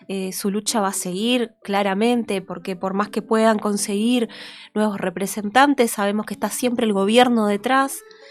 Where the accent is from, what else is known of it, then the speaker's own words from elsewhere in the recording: Posadas, Misiones, Argentina; born there; En Posadas.